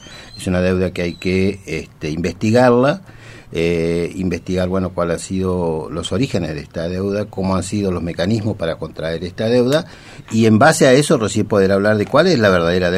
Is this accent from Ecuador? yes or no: no; Argentina; somos todos los argentinos los que pagamos la enorme riqueza